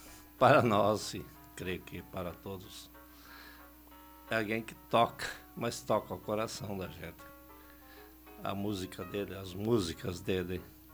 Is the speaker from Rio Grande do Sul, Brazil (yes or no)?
yes; Veranópolis, Rio Grande do Sul, Brazil; eu, como a grande maioria, vim da roça. Meus pais, eu nasci lá no Rio Grande do Sul, em Veranópolis, no interior do município, em Lajeadinho, uma pequena comunidade, umas 60 famílias.